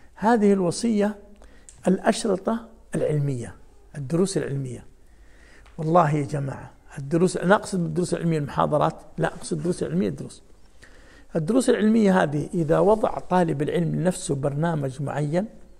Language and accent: Arabic; Jeddah, Makkah Province, Saudi Arabia; وأذكر أنا أول ما نشأت يعني جلست في مدينة جدة، جلسنا 10 سنوات